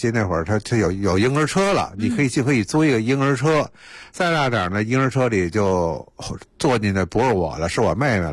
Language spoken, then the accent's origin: Chinese; Beijing, China; 所以北海对我们北京人来说，那就更熟悉了嘛。